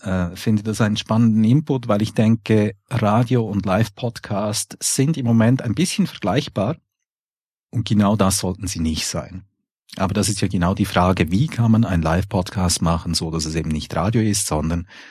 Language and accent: German; Switzerland; Und da will ja hoffen, wir als Schweizer, dass sich da in der deutschen Politik etwas ändert.